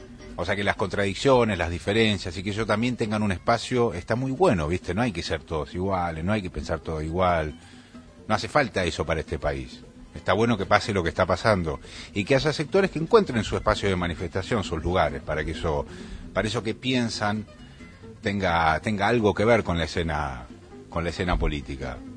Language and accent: Spanish; Argentina; Somos muchos los argentinos